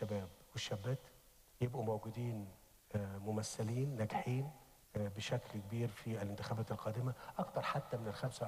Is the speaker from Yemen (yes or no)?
no; Egypt; إحنا عندنا في مصر مشكلة كبيرة في هذا الأمر